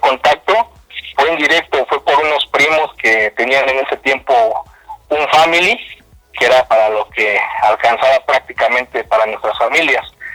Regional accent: Nicolás Romero, State of Mexico, Mexico; Yo soy Nicolás Romero, Estado de México

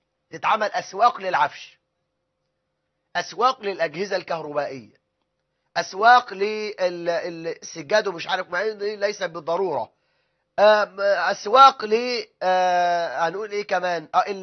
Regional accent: Egypt; وده الغالب عندنا في مصر

